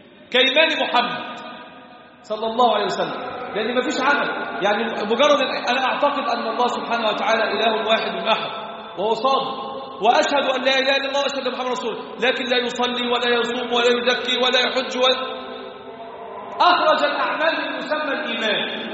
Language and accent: Arabic; Egypt; عندنا في مصر يزهدون في العمل، لا يصلون الصلوات في جماعة